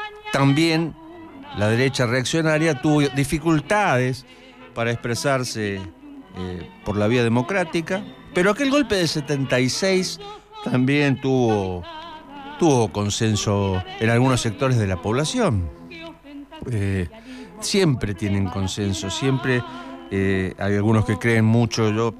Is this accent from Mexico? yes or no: no; Argentina; esta coyuntura histórica que estamos viviendo como pueblo argentino